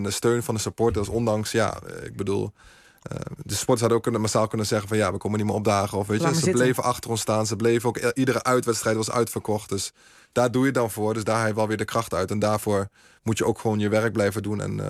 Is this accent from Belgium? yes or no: no; Nijmegen, Gelderland, Netherlands; En de meeste mensen weten ook dat ik uit Nijmegen kom.